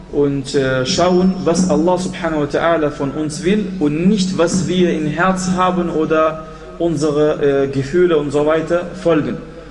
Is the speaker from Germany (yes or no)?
no; Iraq; Ach, ich komme aus dem Irak, ich kenne diese Leute.